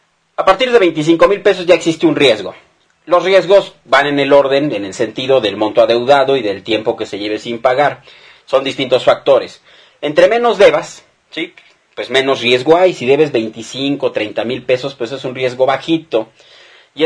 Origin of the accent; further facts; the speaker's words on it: Mexico; el día que el pueblo mexicano se dé cuenta que todos somos mexicanos, no importa nada más que eso